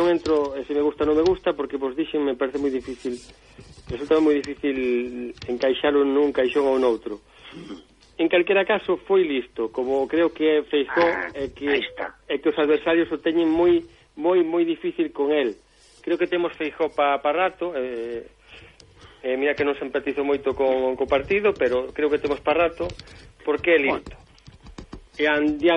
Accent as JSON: {"language": "Galician", "region": "Galicia", "country": "Spain", "said": "Como galego, uh-huh. Como bo galego..."}